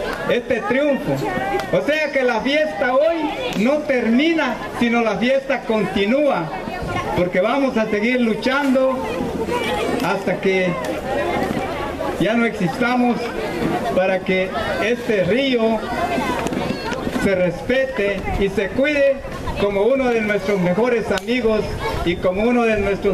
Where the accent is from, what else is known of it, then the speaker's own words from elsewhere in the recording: Guatemala; Y desconocemos que el Estado somos todos los guatemaltecos, todas las comunidades.